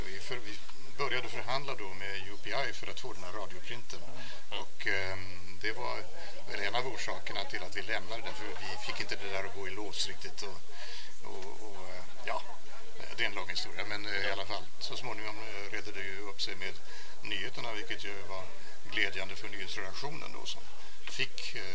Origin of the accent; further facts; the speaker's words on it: Finland; jag är ju också finlandssvensk.